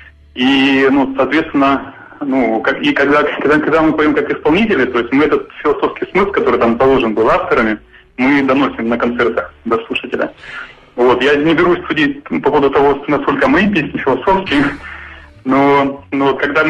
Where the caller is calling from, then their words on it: Sochi, Krasnodar Krai, Russia; я вот из Сочи звоню